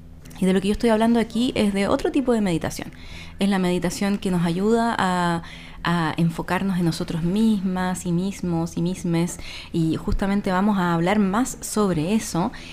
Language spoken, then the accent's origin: Spanish; Santiago, Santiago Metropolitan Region, Chile; now in Chiloé, Chile; Nosotras dos somos de Santiago y vivimos en Chiloé hace varios años ya